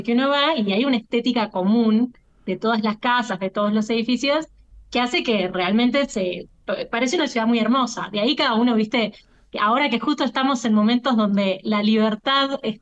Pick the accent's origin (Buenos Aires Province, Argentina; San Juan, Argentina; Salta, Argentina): San Juan, Argentina; para la escala que nosotros tenemos como argentinos y argentinas